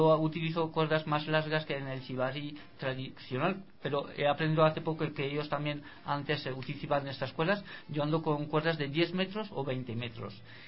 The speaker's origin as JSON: {"language": "Spanish", "region": "Nouvelle-Aquitaine", "country": "France", "tie": "born or raised there", "first_language": "Basque", "second_language": "Spanish", "lives_now": "Spain", "said": "yo fui a la escuela en Francia. Yeah. Hace solo 8 años que vivo lao español. Pero como mi pueblo toca 3 pueblos españoles, me siento tanto de un lado que del otro."}